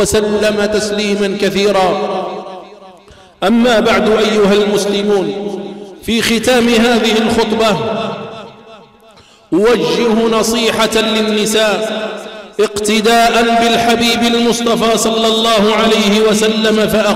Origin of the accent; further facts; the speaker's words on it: Algeria; اللهم احفظ بلادنا الجزائر من كل سوء ومكروه